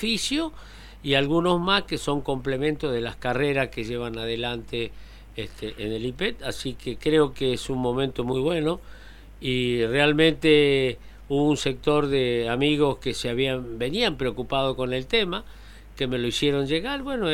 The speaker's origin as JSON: {"language": "Spanish", "town": "Isla Verde", "region": "Córdoba", "country": "Argentina", "moved": "as an adult", "lives_now": "Córdoba, Argentina", "said": "llevo casi 19 años en Córdoba, del día que me tocó salir de Isla Verde para acompañar la gestión del doctor de la Sota"}